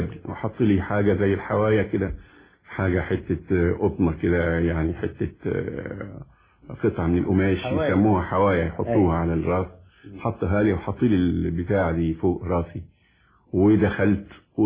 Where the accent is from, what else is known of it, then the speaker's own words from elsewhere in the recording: Egypt; وانا بعتبر ان الموسيقى او الغناء عندنا في مصر